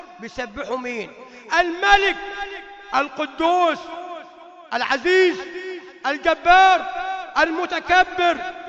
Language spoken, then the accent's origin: Arabic; Upper Egypt, Egypt; عندنا في الصعيد كنا نسميها تفكيرة الجمعة